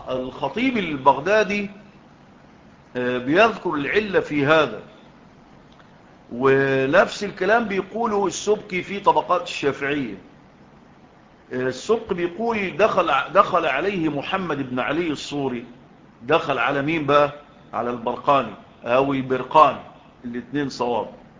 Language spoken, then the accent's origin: Arabic; Egypt; في بلدنا مصر